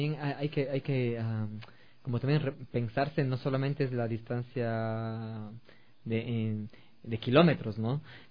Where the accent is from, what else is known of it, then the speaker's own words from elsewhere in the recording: Cuenca, Azuay, Ecuador; yo no soy quiteño, yo también soy provinciano, como aquí nos dicen, es de provincia, yo soy de Azuay, soy de Cuenca.